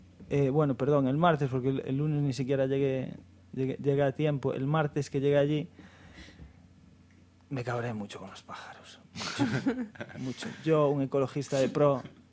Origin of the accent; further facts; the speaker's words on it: Galicia, Spain; Claro, como buen gallego, todavía estoy esperando a que llueva.